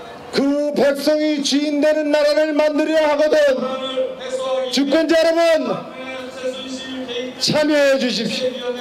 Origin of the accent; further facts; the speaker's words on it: South Korea; born there; 저는 대한민국에서 태어난 것이 자랑스럽습니다.